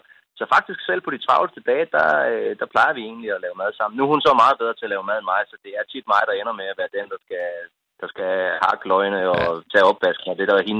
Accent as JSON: {"language": "Danish", "region": "Region of Southern Denmark", "country": "Denmark", "said": "Jeg er selv fra Fyn, og der kan vi noget med rygeost, for eksempel, ikke?"}